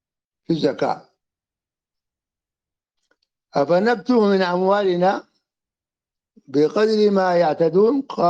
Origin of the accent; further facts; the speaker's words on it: Sudan; يعني مثل الذي كان عندنا في السودان